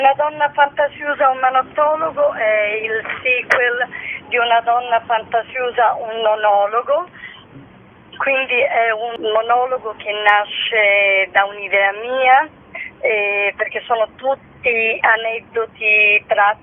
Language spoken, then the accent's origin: Italian; Sicily, Italy; perché io sono siciliana